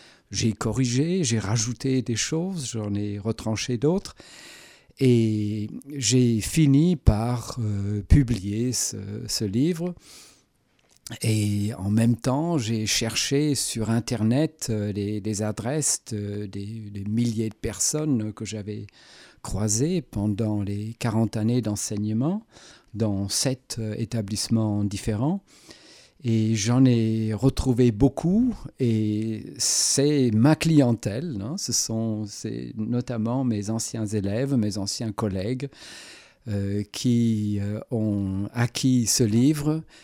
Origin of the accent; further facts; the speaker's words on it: Germany; French is a second language; tout ce qui m'était arrivé avec des Français ou en France en tant qu'Allemand